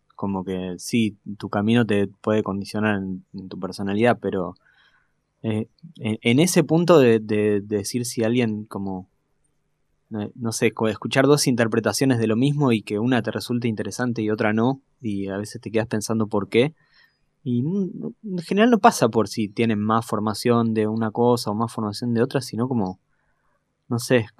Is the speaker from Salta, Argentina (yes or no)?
no; Buenos Aires, Argentina; Yo soy de acá, de Parque Patricios, y iba a la escuela Bernasconi, que tenía a la noche un conservatorio para chicos.